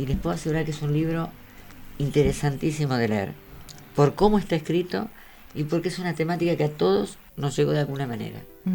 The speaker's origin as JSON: {"language": "Spanish", "town": "La Plata", "region": "Buenos Aires Province", "country": "Argentina", "said": "no soy de La Plata solamente, yo soy de Villa Elvira."}